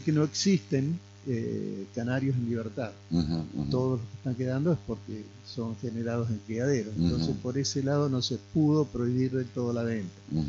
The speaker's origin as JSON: {"language": "Spanish", "town": "Concordia", "region": "Entre Ríos", "country": "Argentina", "tie": "born or raised there", "said": "en mi adolescencia en Concordia yo habré conocido 2 o 3 sumo veterinarios"}